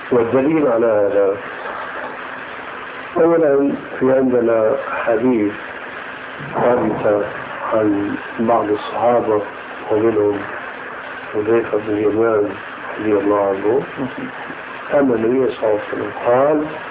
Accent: Syria; أيأتي المثل العام عندنا في سوريا، هذا الميت لا يستحق هذا العزاء.

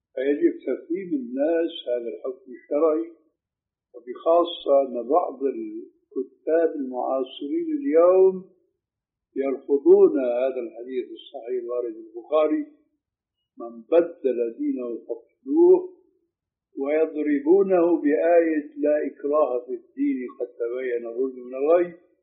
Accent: Syria; أشبه شيء فيما يبدو لي بالحلاقة الإنجليزية هذا تعرف عندنا في سوريا، في عندكم هيك شيء؟

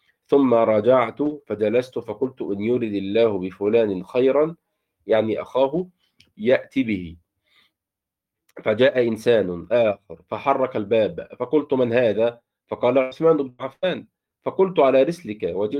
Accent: Egypt; بنسميه عندنا في مصر في الريف الأناية

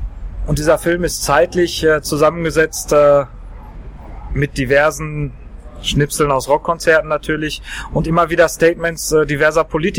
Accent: Dortmund, North Rhine-Westphalia, Germany; Allerdings liegt mir als Dortmunder besonders am Herzen, die rechte Szene möglichst aufzulösen.

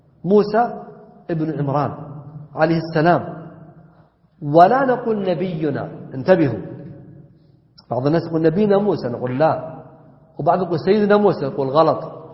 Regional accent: Najd, Saudi Arabia; والعجب أنه بدأ عندنا ينتشر، حنا عندنا في السعودية نجد خصوصا

